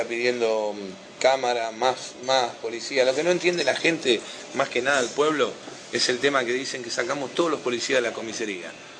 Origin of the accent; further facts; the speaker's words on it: Moreno, Buenos Aires Province, Argentina; o yo te digo de este pueblo porque es mi pueblo, porque yo soy de Moreno.